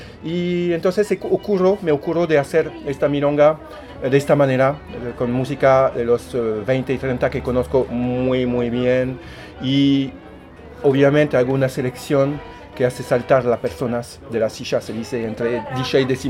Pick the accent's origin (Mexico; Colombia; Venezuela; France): France; Spanish is a second language; Yo soy francés, en Francia comemos como gallinas a las 8, 9